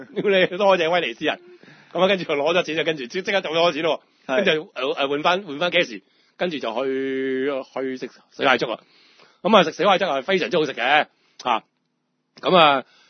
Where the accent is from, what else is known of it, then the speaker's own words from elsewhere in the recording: Hong Kong; 我係香港人。